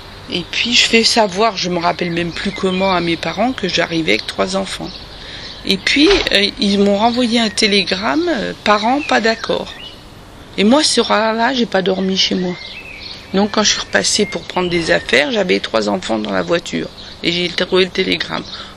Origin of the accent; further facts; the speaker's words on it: eastern France, France; moi, je viens de l'Est de la France. Et le village de mes grands-parents a été démoli, puisque c'était en Moselle